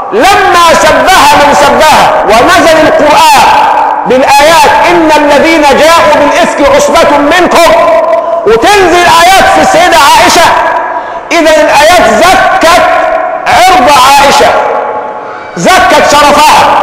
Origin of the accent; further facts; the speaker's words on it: Egypt; إحنا كمصريين عندنا شيء من الفضول كده